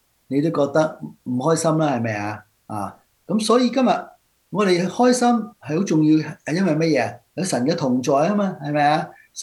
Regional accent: China; 我哋中國人好多時候早餐死噶嘛

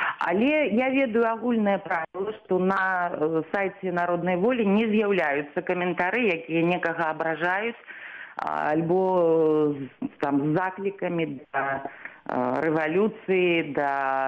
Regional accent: Minsk, Belarus; born there; я нарадзілася ў Мінску, закончыла Беларускі дзяржаўны універсітэт, факультэт журналістыкі.

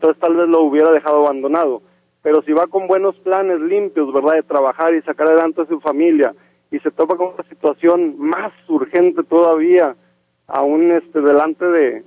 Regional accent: El Salvador; now in United States; Yo soy de El Salvador, que ya es típico escuchar decir

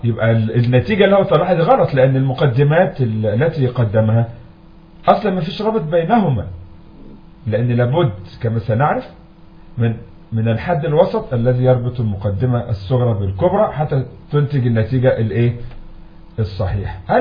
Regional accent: Egypt; عندنا في مصر بعض المدرسين تركوا كتب السلف

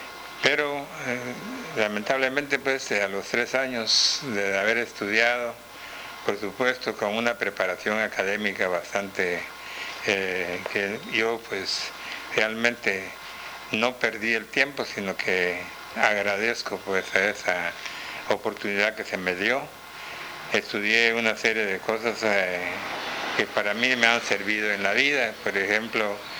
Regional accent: Petén, Guatemala; me gradué y luego me vine a mi tierra con el deseo de dar a conocer mis conocimientos que había recibido.

